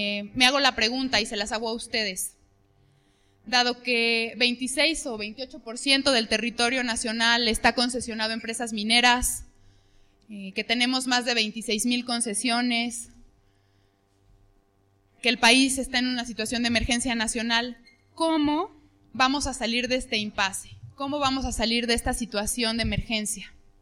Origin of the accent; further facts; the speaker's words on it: Mexico; Creemos que en los tratados de libre comercio está escrita la sentencia que como pueblo mexicano vivimos.